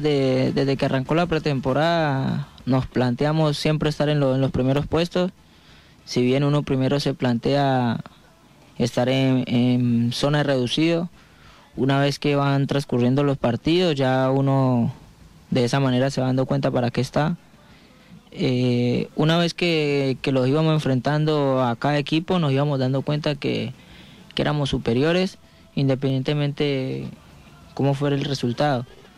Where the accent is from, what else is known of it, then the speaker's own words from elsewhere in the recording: Palmira, Valle del Cauca, Colombia; now in Argentina; Yo soy de Palmira, Valle. Es una ciudad que queda cerca de Cali, nos separa un río más que nada, entonces soy de ahí.